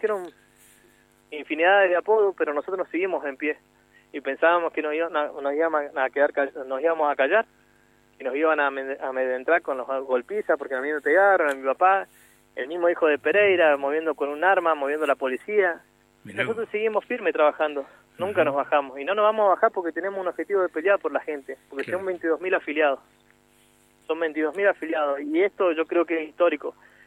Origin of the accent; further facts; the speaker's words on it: Catriel, Río Negro, Argentina; De donde soy yo